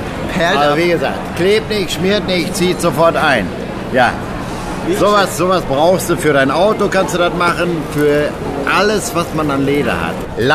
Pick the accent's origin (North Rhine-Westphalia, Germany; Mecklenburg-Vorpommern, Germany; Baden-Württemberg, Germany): North Rhine-Westphalia, Germany; born there; Ich bin ein gebürtiger Westfale.